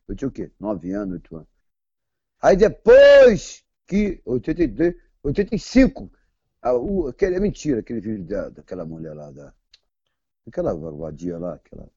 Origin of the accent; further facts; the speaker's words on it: Rio de Janeiro, Brazil; eu sou cria de Irajá, parceiro. Irajá aqui.